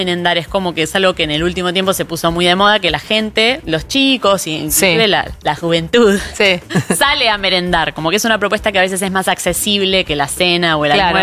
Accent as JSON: {"language": "Spanish", "town": "Monte Grande", "region": "Buenos Aires Province", "country": "Argentina", "said": "abrieron una ferretería en Monte Grande, que es de donde yo soy."}